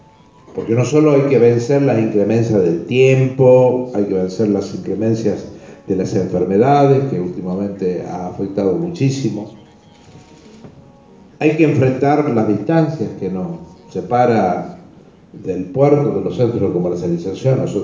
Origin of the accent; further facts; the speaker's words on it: La Rioja, Argentina; nosotros como riojanos